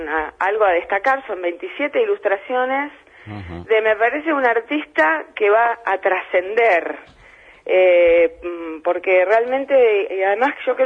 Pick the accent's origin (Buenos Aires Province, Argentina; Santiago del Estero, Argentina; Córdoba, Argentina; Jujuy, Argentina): Buenos Aires Province, Argentina; Lomas de Zamora; Quizás eso en Lomas de Zamora, de donde yo soy, no pasa, ¿no?